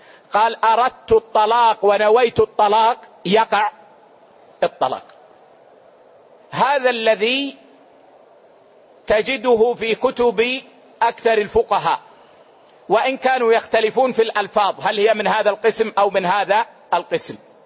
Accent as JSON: {"language": "Arabic", "region": "Hejaz", "country": "Saudi Arabia", "said": "يعني مثلا العيش عندنا في الحجاز هو الخبز"}